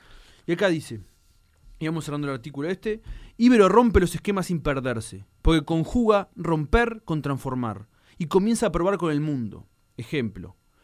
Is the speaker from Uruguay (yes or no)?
yes; Uruguay; Y uso el diminutivo porque me caracterizo como uruguayo usar diminutivo